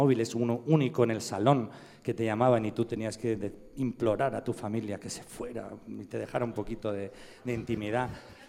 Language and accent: Spanish; Valencian Community, Spain; Ella es madrileña, yo soy valenciano.